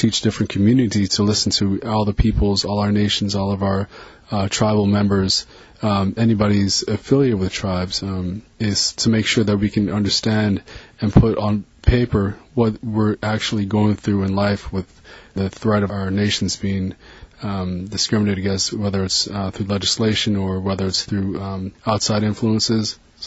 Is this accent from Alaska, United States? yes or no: yes; Bethel, Alaska, United States; from Alaska. We are Eskimo.